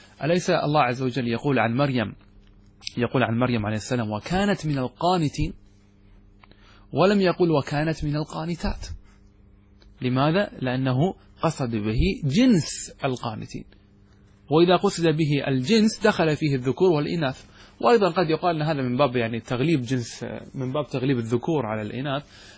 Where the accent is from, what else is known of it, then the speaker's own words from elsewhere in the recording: Qatar; مثل عندنا نحن ما اسمه هذا الخيل الذي عندنا في قطر